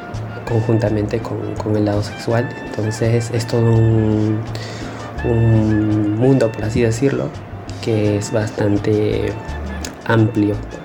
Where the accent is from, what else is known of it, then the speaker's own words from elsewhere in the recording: Peru; now in Spain; tengo 25 años. Soy un chico de Perú. Y bueno, estoy aquí en España